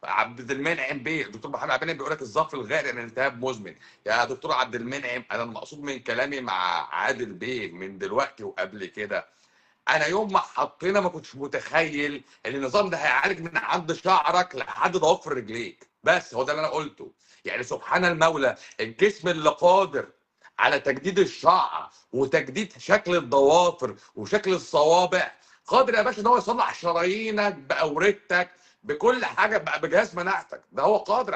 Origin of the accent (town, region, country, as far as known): Egypt